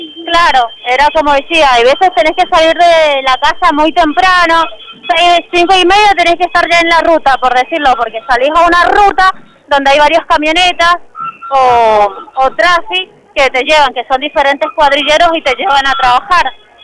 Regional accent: Ugarteche, Mendoza, Argentina; nosotros somos de Ugarteche

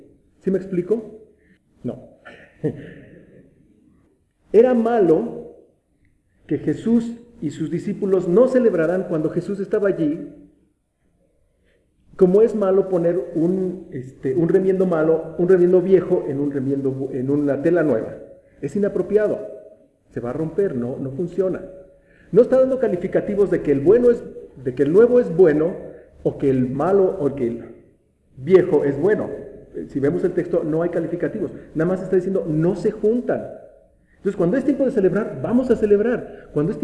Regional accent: Metepec, State of Mexico, Mexico; cuando vivía aquí, cuando era niño en Metepec, pasaban señores con burros

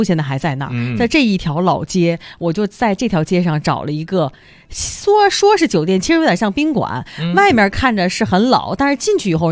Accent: Beijing, China; 我在小的时候在北京

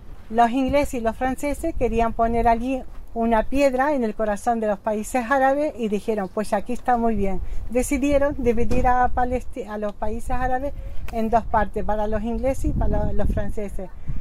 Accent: Bethlehem, West Bank, Palestine; Spanish is a second language; now in Spain; soy de Palestina, soy una refugiada de la zona de Jaffa, de los territorios del 48, pero mi familia ha tenido que emigrar hacia la parte de Belén, y hemos nacido mis hermanos y nosotros en Belén. Ahora estamos viviendo en España.

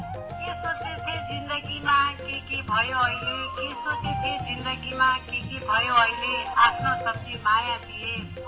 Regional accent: Nuwakot, Bagmati, Nepal; born there; अब जिल्ला त मेरो जन्मस्थान नुवाकोट हो

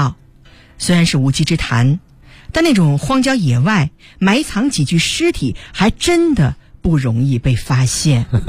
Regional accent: China; 这确实是我们中国人的常见的情节

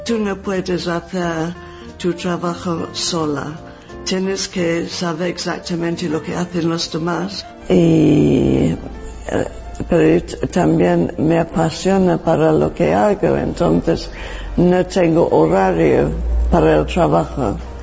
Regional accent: England, United Kingdom; Spanish is a second language; moved away as an adult; now in Spain; soy diseñadora de vestuario para cine y teatro y soy inglesa.

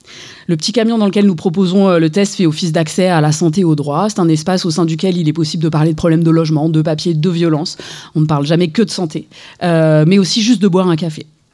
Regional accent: Saint-Étienne, Auvergne-Rhône-Alpes, France; je suis une femme cisgenre, blanche, de plus de 40 ans. J'ai grandi ici à Saint-Étienne. Comme vous le savez, Saint-Étienne est une ancienne ville minière frappée par la désindustrialisation.

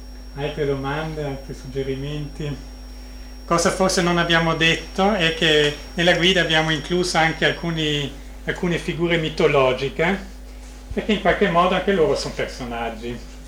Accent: Vienna, Austria; Poi io sono nato e cresciuto a Vienna e so come il tempo d'inverno al nord delle Alpi.

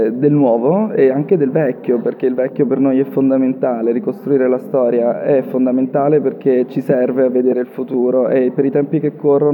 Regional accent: Naples, Campania, Italy; born there; io personalmente anche sono nato a Napoli

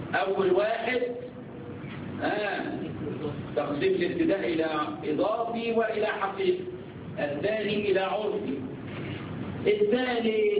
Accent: Egypt; عندنا في مصر كلية الهندسة، كلية الهندسة خمسة أعوام

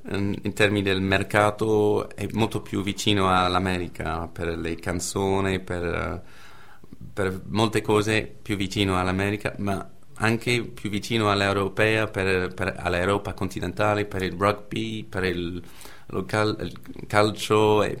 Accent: England, United Kingdom; No, direi sono britannico alla fine, credo. Ma no, è vero, è un alla fine ho due identità. Alla fine sono più inglese che britannico, certamente.

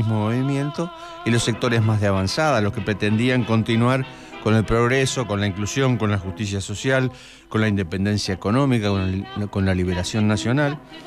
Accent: Argentina; esta coyuntura histórica que estamos viviendo como pueblo argentino

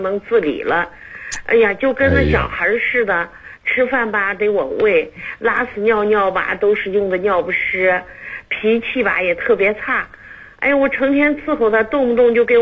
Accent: Xi'an, Shaanxi, China; 陕西西安的。

